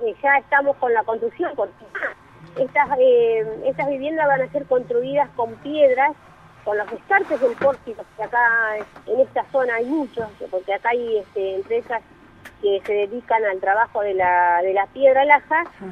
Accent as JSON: {"language": "Spanish", "region": "Río Negro", "country": "Argentina", "tie": "born or raised there", "said": "yo, que me crié así en un pueblito de Conan y yo, porque yo soy de Río Negro, nací allá"}